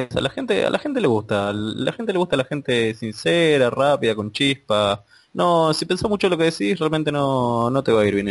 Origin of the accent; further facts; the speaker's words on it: Buenos Aires, Argentina; Hace poco estaba en la estación de mi ciudad natal, de Buenos Aires.